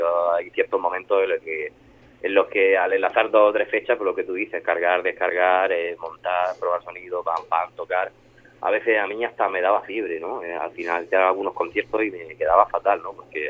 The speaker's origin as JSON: {"language": "Spanish", "town": "Murcia", "region": "Region of Murcia", "country": "Spain", "said": "somos un dúo de Murcia"}